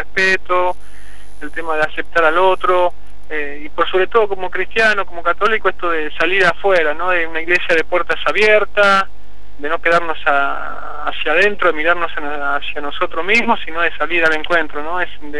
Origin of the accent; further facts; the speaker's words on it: Argentina; a mi diócesis, a mi pueblo, a Argentina, ¿no?